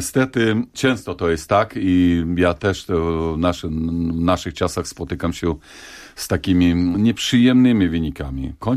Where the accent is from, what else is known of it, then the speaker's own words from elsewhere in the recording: Zakarpattia Oblast, Ukraine; Polish is a second language; Tam dostałem się do początkującego pedagoga, też z Zakarpacia, też z moich stron.